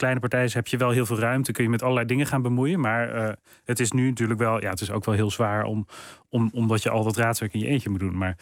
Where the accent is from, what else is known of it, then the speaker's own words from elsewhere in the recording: Netherlands; also born or lived in London; En ik wil terug naar Nederland, naar mijn wortels, naar mijn eigen land, als het ware. Waar ik ben opgegroeid en waar ik me ook zorgen over maak.